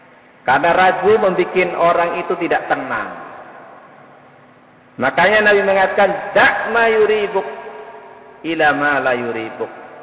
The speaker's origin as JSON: {"language": "Indonesian", "region": "Java", "country": "Indonesia", "said": "kita sebagai orang Jawa, tidak mungkin langsung memahami, wong itu bahasa Arab."}